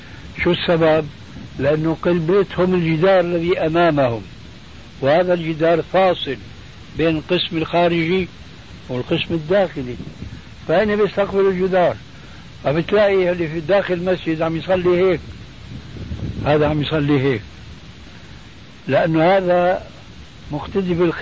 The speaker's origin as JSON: {"language": "Arabic", "country": "Syria"}